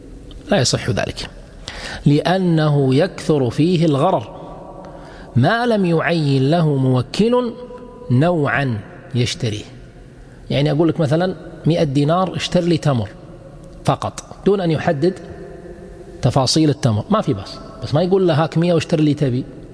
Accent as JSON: {"language": "Arabic", "country": "Kuwait", "said": "ما يسمى عندنا في الكويت مثلا الوكالة العامة هي ليست عامة في الحقيقة"}